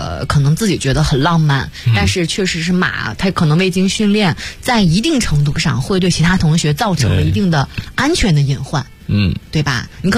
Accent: Northeast China, China; 作为一个东北人都觉得好笑，

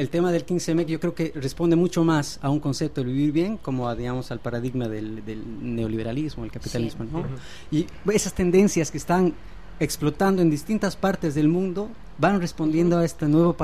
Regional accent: Bolivia; como venimos de Bolivia nosotros, ¿no?

